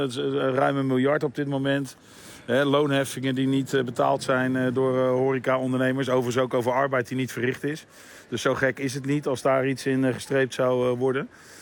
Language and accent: Dutch; Rotterdam, South Holland, Netherlands; Ja, dat vinden wij in ieder geval als Rotterdammer allemaal heel positief.